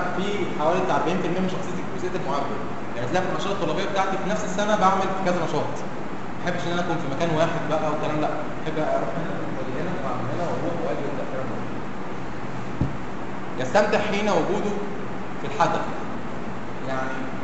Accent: Egypt; بنقول عليه احنا كمصريين اسمه المدد

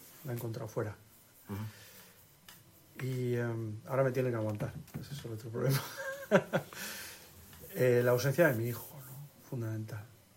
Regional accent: Madrid, Community of Madrid, Spain; Mi ciudad es Madrid, mi pueblo es Madrid, aunque yo me siento más asturiano y almeriense que madrileño.

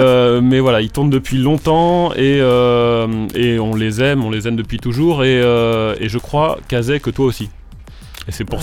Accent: Pays de la Loire, France; Alors moi il se trouve que j'ai grandi en Mayenne.

